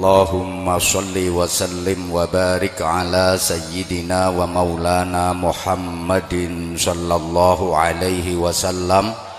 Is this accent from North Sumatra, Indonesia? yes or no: no; Bojonegoro, East Java, Indonesia; Walaupun saya juga orang Bojonegoro, tapi akhir-akhir ini jarang banget ngaji di wilayah Bojonegoro.